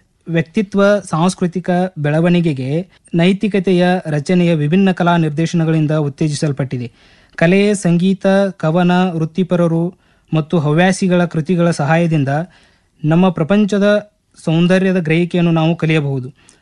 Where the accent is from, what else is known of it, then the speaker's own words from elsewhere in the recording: Gujanatti, Karnataka, India; ನಾನು ಮೂಲತಃ ಬೆಳಗಾವಿ ಜಿಲ್ಲೆ ಮೂಡಲ್ಗಿ ತಾಲೂಕಿನ ಗುಜನಟಿಯ ಗ್ರಾಮದವನು.